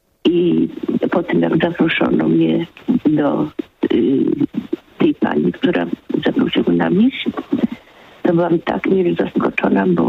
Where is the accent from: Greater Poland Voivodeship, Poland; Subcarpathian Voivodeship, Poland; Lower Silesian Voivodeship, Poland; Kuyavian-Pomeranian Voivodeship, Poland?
Kuyavian-Pomeranian Voivodeship, Poland; Nakło nad Notecią; pan, który z mojego rodzinnego miasta dzwonił z Nakła